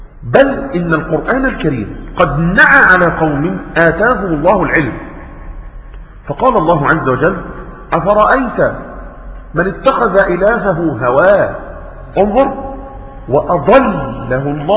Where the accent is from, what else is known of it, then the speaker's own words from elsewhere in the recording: Egypt; بعض الناس المشهورين عندنا كمصريين